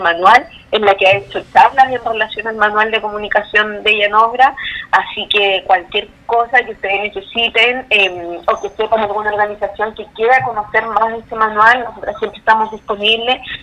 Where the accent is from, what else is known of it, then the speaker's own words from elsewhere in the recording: Concepción, Biobío, Chile; yo soy de Concepción, de la ciudad de Concepción, nosotros estamos instaladas acá